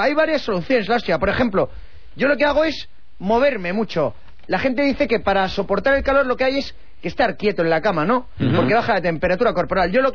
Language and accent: Spanish; England, United Kingdom; Spanish is a second language; La parte norte.